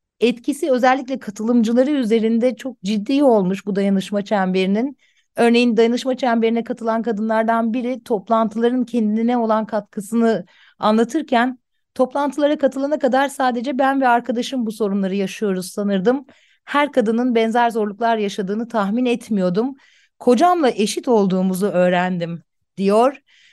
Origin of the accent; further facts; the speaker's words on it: İzmir, Turkey; İzmir'den benim sevgili memleketim deyip birazcık kayırayım.